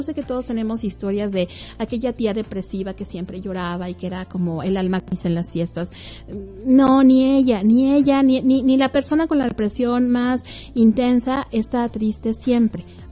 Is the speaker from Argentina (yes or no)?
no; Mexico; aquí en México se celebra la independencia, y como buenos mexicanos, todo lo que se celebra incluye comida